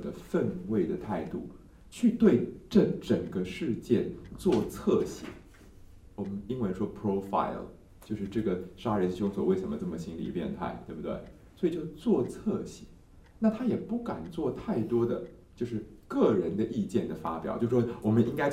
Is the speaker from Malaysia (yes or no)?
no; Taiwan; 就比如说像我们台湾曾经有一个故事